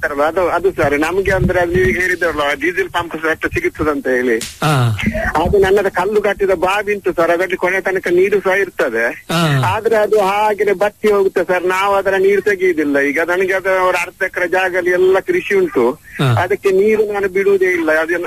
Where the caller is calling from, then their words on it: Mangalore, Karnataka, India; ನಾನು ಮಂಗಳೂರಿಂದ ಸರ್, ಮಂಗಳೂರಿಂದ ಇಸ್ಮಾಯಿಲ್ ಕಲ್ಲಾಣಿ ಅಂತ ನಮ್ಮ ಊರಿನ ಹೆಸರು ಸರ್.